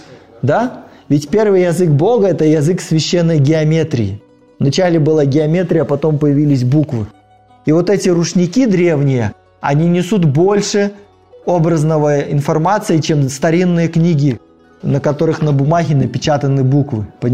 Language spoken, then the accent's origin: Russian; Gomel, Gomel Region, Belarus; born there; Вот я родился в Белоруссии, и рядом с тем городом, где я родился, Гомелем